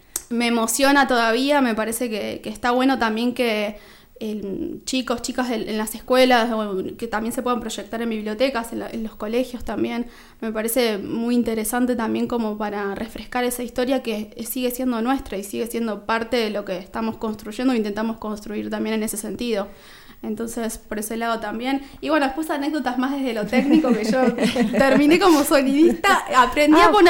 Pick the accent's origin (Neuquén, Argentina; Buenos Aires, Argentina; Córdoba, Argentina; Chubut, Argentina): Buenos Aires, Argentina; Yo vengo de la provincia de Buenos Aires, uh-huh. del conurbano